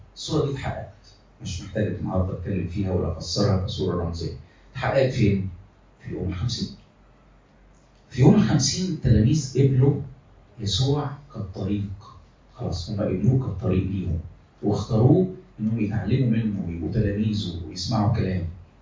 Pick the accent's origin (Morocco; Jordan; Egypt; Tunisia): Egypt; احنا مصريين قوي يعني، زي المصريين كده